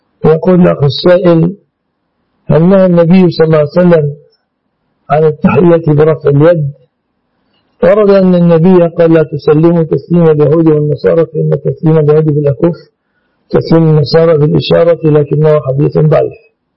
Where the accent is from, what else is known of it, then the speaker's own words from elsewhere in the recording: Egypt; أنا كمستخدم مصري لن أشتري أدويتكم